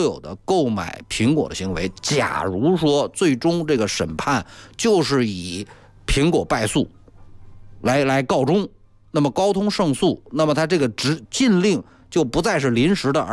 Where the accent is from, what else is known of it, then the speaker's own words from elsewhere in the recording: China; 作为中国人，我们首先要知道一个最基本的一个事实